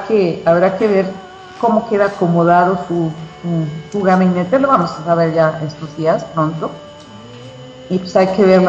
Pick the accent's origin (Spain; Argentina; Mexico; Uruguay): Mexico; Nosotros tendríamos que, como buenos mexicanos, comprar las cosas hechas en México.